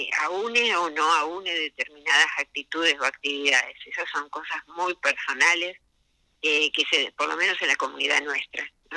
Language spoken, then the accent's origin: Spanish; Patagonia, Argentina; Si bien yo soy sureña, yo soy patagónica, pero no estoy viviendo allá.